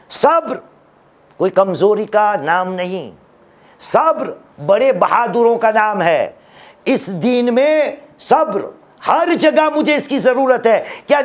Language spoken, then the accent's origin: Urdu; India; ہاں, یہ ہمارا ہندوستان ہے عزیز, ہندوستان ہمارا وطن ہے